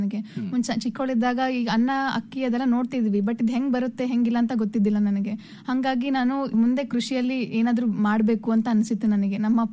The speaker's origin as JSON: {"language": "Kannada", "town": "Yelburga", "region": "Karnataka", "country": "India", "said": "ಯಲಬುರ್ಗಾದಲ್ಲಿ ಇರೋದು ನಾವು. ನಮ್ದು ಕೊಪ್ಪಳ ಜಿಲ್ಲೆ."}